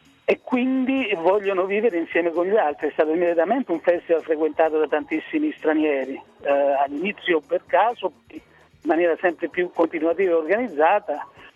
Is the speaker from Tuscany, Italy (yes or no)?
no; Rionero in Vulture, Basilicata, Italy; il mio paese, il paese della mia infanzia, io praticamente non lo conosco più. Naturalmente ho la mamma giù a Rio Nero, ho parenti, però diciamo che non lo sento veramente molto più mio